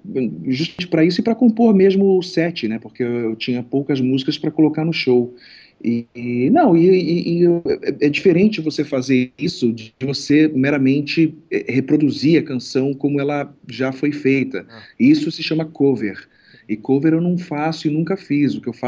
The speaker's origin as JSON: {"language": "Portuguese", "region": "Rio de Janeiro", "country": "Brazil", "also_born_or_lived": "São Paulo", "said": "eu sou do Rio de Janeiro, mas eu morei muito tempo em São Paulo"}